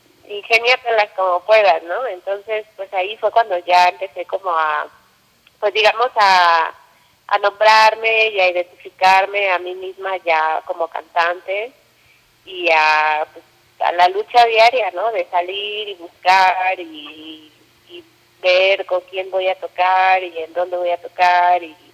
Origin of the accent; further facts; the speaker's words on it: Mexico; moved away; Yo me fui de México hace 12 años, me fui de México.